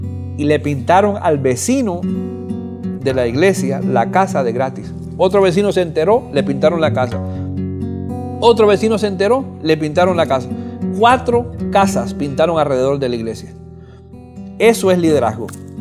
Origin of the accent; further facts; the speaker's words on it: Cuba; Yo soy de Cuba